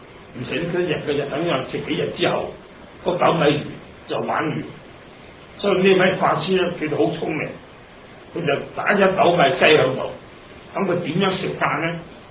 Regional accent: Hong Kong; also born or lived in Dongguan, China; 我都喺呢個香港長大嘅，日本人打香港咧，因為環境困難，我哋就全家翻個鄉下，即係東莞啦。我本身係東莞人，咁啊翻鄉下住得住咗又成兩年，我先嚟出家。

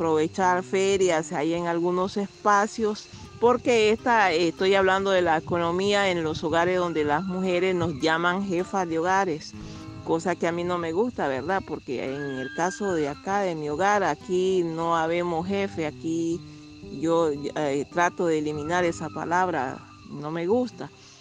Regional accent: Nicaragua; now in Costa Rica; soy residente, soy nicaragüense, residente acá en Costa Rica

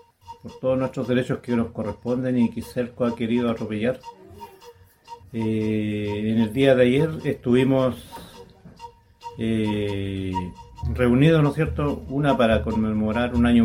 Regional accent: Mehuín, Los Ríos, Chile; yo soy de acá de Mewin

